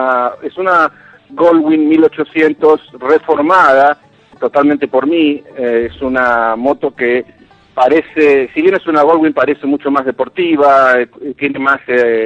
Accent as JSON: {"language": "Spanish", "region": "Buenos Aires", "country": "Argentina", "tie": "born there", "said": "Nací en Buenos Aires, en Argentina, sí."}